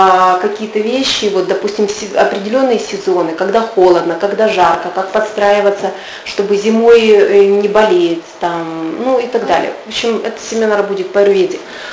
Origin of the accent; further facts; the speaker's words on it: Kazakhstan; какие в Казахстане, «Эль», да? Ну, я же не из России. Ну, у нас «Космополитен», «Базар», да, «Эль».